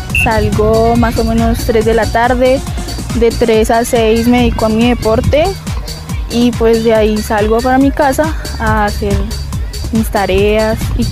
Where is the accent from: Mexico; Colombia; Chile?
Colombia; Chocontá, Cundinamarca; soy del municipio de Chocontá y practico el deporte de atletismo